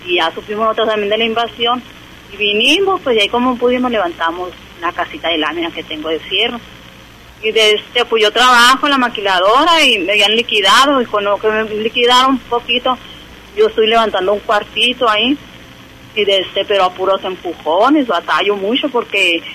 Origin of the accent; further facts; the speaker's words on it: Nacozari, Sonora, Mexico; now in Hermosillo, Mexico; Yo vengo desde Nacozari, allá vivíamos nosotros desde Y también era casa de material allá con mi mamá. Ya cuando mi papá trabajaba afuera, pues nos vinimos a vivir para acá, para Hermosillo.